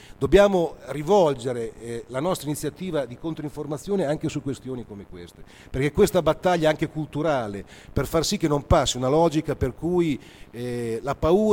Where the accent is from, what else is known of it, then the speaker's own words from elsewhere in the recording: Bologna, Emilia-Romagna, Italy; La città di Bologna, io sono di Bologna, negli anni 70 era famosa a livello internazionale